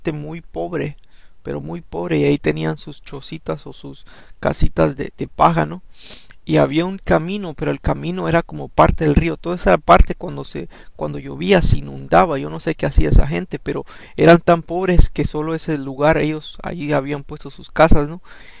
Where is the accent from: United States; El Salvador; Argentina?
El Salvador; Yo me crié en El Salvador, ¿no? Y íbamos en bicicletas, todos los amigos nos íbamos